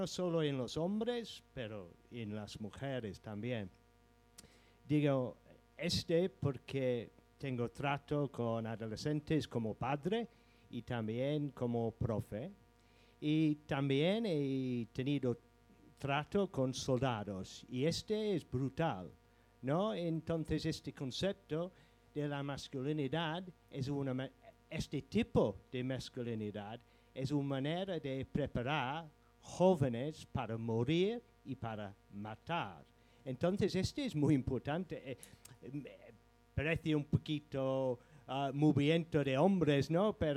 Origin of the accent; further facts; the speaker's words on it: England, United Kingdom; first language en; Spanish is a second language; mira, yo soy inglés, hablo inglés, no castellano, como es obvio.